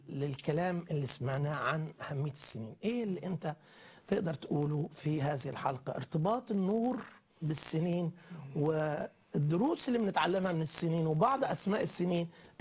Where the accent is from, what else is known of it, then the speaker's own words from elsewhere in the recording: Bethlehem, West Bank, Palestine; من بيت لحم